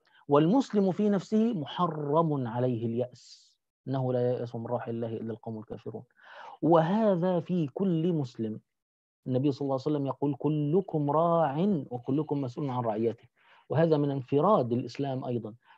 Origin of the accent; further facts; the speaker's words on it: Egypt; فنحن عندنا في مصر لم ينتهي نظام الوقف إلا مع نابليون ثم مع محمد علي